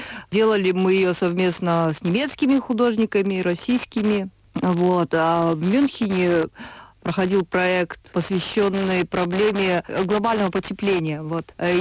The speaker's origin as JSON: {"language": "Russian", "town": "Karaganda", "region": "Karaganda Region", "country": "Kazakhstan", "tie": "born or raised there", "lives_now": "Germany", "said": "Училась я в Караганде. Ну, вообще, я как бы из Караганды. Это мой родной город."}